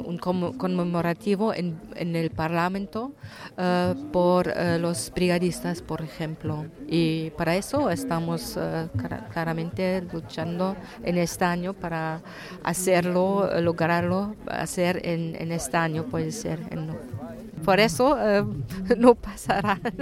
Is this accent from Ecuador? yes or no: no; Berlin, Germany; Spanish is a second language; sí, en Berlín, soy de Berlín.